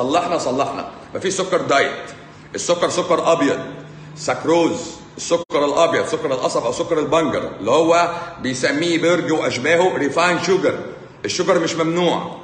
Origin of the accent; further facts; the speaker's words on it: Egypt; من عندنا في مصر